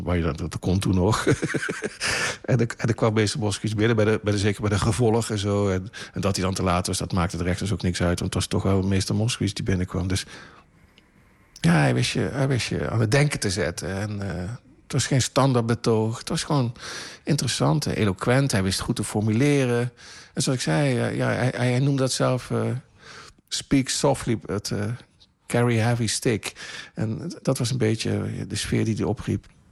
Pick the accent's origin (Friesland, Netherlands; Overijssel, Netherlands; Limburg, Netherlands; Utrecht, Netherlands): Limburg, Netherlands; Er zijn mensen die je in de gaten hield als Limburger. Dat doen Limburgers.